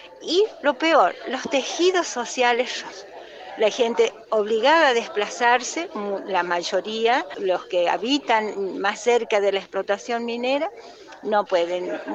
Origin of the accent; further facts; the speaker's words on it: Catamarca, Argentina; soy de Catamarca.